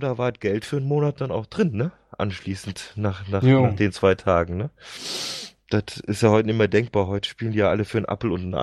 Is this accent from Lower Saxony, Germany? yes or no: no; North Rhine-Westphalia, Germany; ich bin ja im Kölner Raum groß geworden und so 20 Jahre Karneval hinterlassen einfach Spuren.